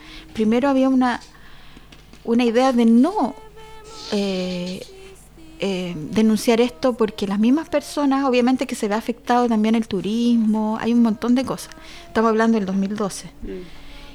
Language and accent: Spanish; Santiago, Santiago Metropolitan Region, Chile; now in Valparaíso, Chile; y ahora me vine a vivir a Valparaíso. Porque yo nací y criada en Santiago.